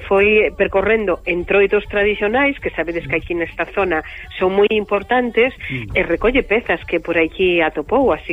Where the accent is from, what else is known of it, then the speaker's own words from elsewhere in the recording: O Bolo, Galicia, Spain; now in Monforte de Lemos, Spain; sin ser de Monforte, son de Valdeorras, do Concello do Bolo